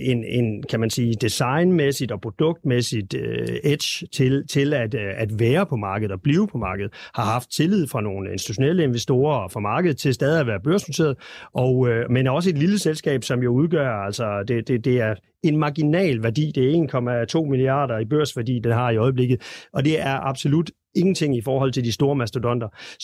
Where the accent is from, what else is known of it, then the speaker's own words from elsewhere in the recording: West Jutland, Denmark; i øvrigt også en af mine første aktier, som vestjyde tilbage i 80-90'erne